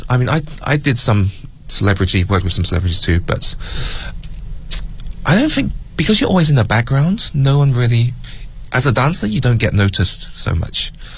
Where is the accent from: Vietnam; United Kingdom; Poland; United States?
United Kingdom; England; growing up in England and in a small white city as a Chinese person